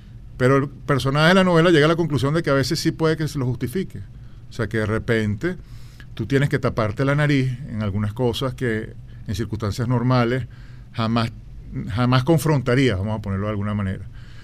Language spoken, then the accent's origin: Spanish; Venezuela; yo no soy inglés, ni soy tibetano, soy venezolano y estoy en Venezuela